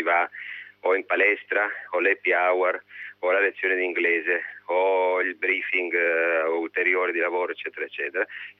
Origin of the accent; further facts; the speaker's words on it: Apulia, Italy; ho scelto di usare la mia lingua e di portare ciò che la mia terra mi ha dato, essendoci vissuto.